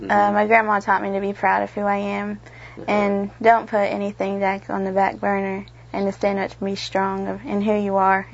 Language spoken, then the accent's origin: English; Salina, Oklahoma, United States; I'm from Salina.